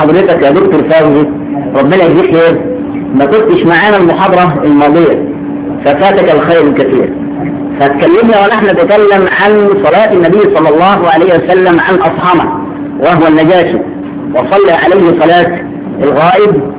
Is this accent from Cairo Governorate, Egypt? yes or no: yes; Shubra, Cairo Governorate, Egypt; وعندنا في شبرا كنا زمان